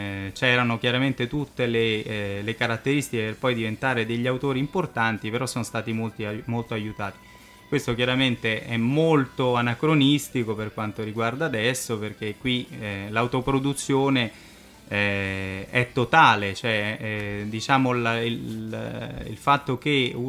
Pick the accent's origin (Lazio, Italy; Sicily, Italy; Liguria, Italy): Lazio, Italy; Rome; vengo da Roma ma la mia famiglia è veneziana, per cui insomma back to the roots direbbero gli americani.